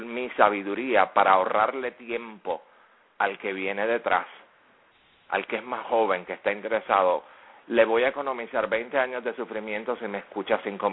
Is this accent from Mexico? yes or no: no; Puerto Rico; En el caso mío, como puertorriqueño, yo nací ciudadano norteamericano.